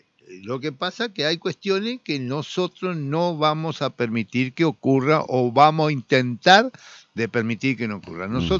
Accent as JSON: {"language": "Spanish", "country": "Argentina", "said": "Me preocupa como argentino, me preocupa por la entrega, claro, la entrega al país."}